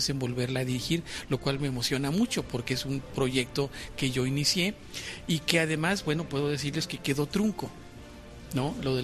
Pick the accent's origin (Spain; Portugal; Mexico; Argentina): Mexico; Durango; Bueno, yo soy de Durango primero, soy de la Sierra de Durango, y soy director de cine.